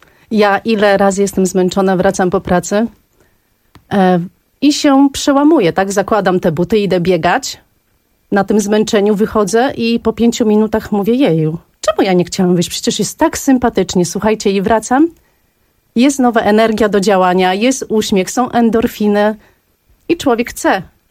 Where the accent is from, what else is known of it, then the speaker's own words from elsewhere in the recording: Warsaw, Masovian Voivodeship, Poland; Bardzo kocham ten bieg, ponieważ jestem warszawianką.